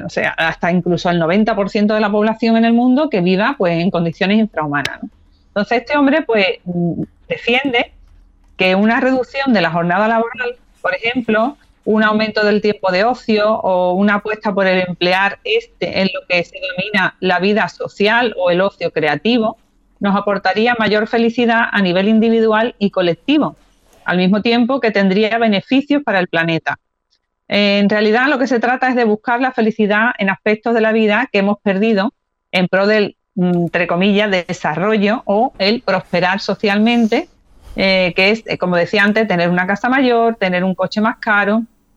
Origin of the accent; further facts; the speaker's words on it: Spain; pero hemos querido rescatar, como españoles que somos, pues a un teórico también que se llama Carlos Taibo